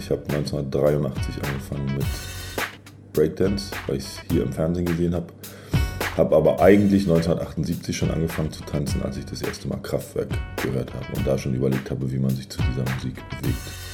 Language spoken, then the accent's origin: German; Germany; born there; Ich bin in der DDR geboren